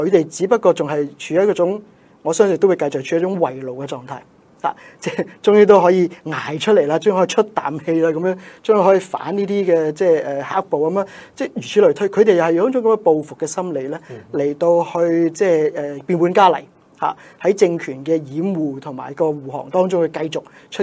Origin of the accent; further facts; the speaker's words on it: Hong Kong; 就是以我們香港人直行直吐直出